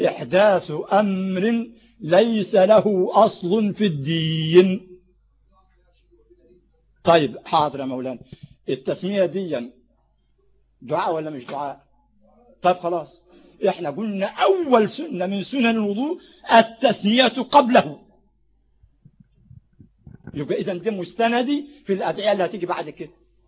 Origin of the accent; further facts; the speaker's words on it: Sharqia Governorate, Egypt; والفجوس ده عندنا في الشرقية